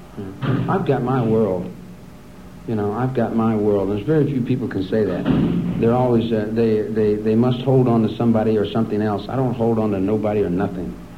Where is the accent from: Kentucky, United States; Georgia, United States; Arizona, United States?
Kentucky, United States; now in Wheeling, United States; where I live in Wheeling, West Virginia. I'm from Kentucky. I'm a Kentucky boy.